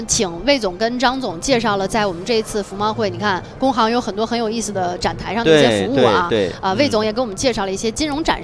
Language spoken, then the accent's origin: Chinese; China; 对于我们中国人来说